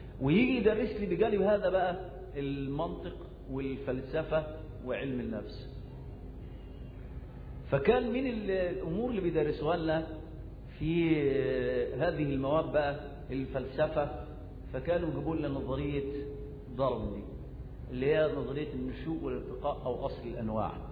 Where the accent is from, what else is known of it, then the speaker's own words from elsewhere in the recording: Egypt; وللأسف الشديد التعليم الفاشل عندنا في مصر